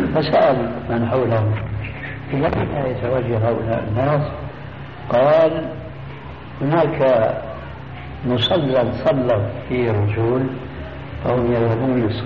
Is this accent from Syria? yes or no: yes; Damascus, Damascus Governorate, Syria; دمشقي آني